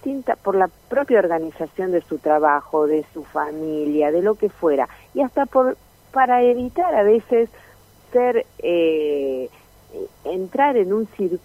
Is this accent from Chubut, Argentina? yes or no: no; La Pampa, Argentina; yo vengo de La Pampa